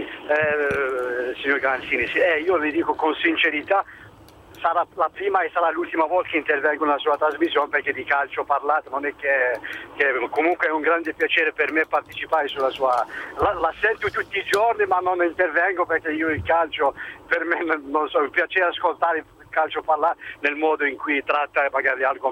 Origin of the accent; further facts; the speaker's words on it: Algeria; Italian is a second language; come che io sono algerino